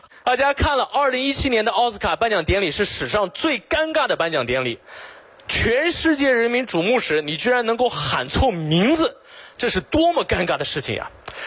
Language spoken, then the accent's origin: Chinese; Xinjiang, China; 我来自新疆，我是维吾尔族啊，